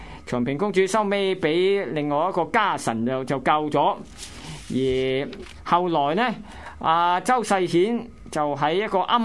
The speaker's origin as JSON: {"language": "Cantonese", "country": "Hong Kong", "said": "香港嘅粤文乃系华夏雅言最后一站，亦都系我哋香港人饭碗所依。"}